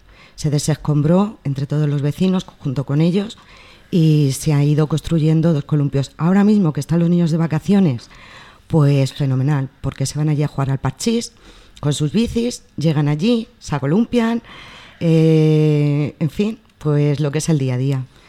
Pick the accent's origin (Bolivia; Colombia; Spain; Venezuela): Spain; mis vecinos, la mayoría somos españoles, rumanos y magrebís.